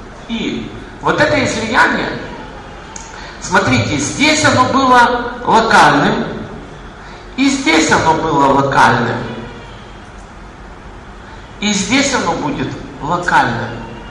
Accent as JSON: {"language": "Russian", "region": "Kyiv", "country": "Ukraine", "tie": "born or raised there", "said": "Я вырос в Киеве."}